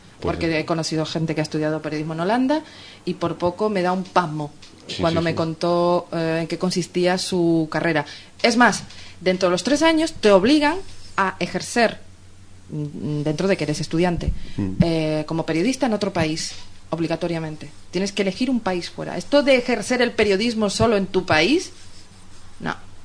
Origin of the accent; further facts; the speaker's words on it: Canary Islands, Spain; yo cuando llegué como canaria, yo nací en Canarias y soy de Canarias, de antepasados canarios, ¿vale?